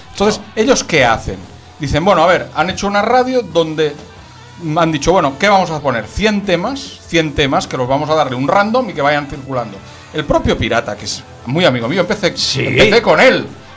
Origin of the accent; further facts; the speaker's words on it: Catalonia, Spain; Y yo soy catalán.